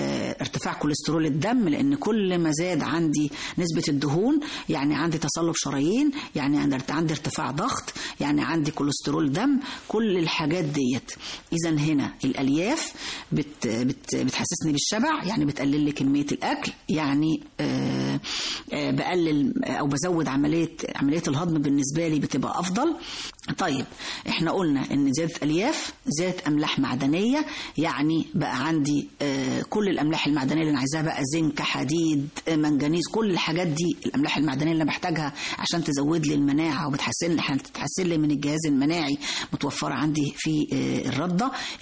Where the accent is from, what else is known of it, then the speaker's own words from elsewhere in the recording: Egypt; طبعا احنا معظمنا كمصريين بنفضل قوي الرغيف الأبيض